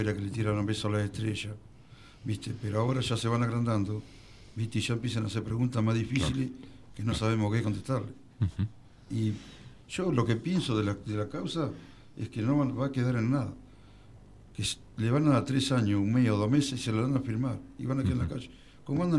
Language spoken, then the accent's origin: Spanish; Tandil, Buenos Aires Province, Argentina; born there; yo soy nacido en Tandil, mis hijos son nacidos en Tandil.